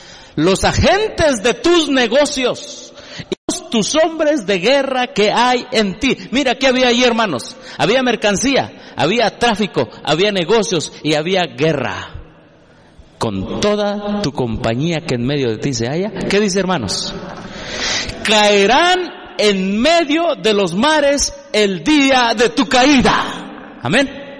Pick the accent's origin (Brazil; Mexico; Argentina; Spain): Mexico; Yo como mexicano protesto porque soy protestante y creo en la verdadera libertad religiosa.